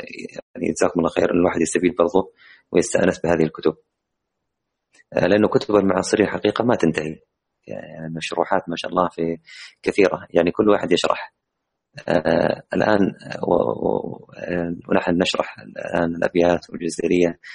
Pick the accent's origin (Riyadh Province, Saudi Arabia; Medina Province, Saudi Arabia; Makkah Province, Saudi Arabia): Makkah Province, Saudi Arabia; Jeddah; إحنا نحن كلنا من منطقة مكة المكرمة، لعلنا نجد هذا الكتاب بإذن الله في مدينتنا، مدينة جدة.